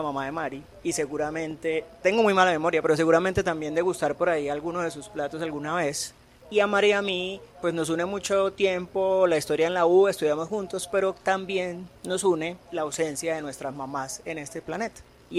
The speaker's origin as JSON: {"language": "Spanish", "town": "Cúcuta", "region": "Norte de Santander", "country": "Colombia", "said": "Yo soy de Cúcuta, entonces cuando yo llegué, llamada a larga distancia."}